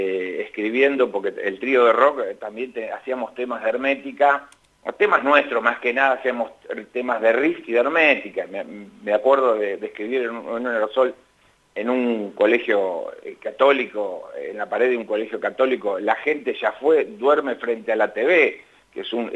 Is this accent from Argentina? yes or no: yes; Mar del Plata, Buenos Aires Province, Argentina; yo tenía un trío de rock en Mar del Plata, o sea, ya avanzada mi adolescencia en Mar del Plata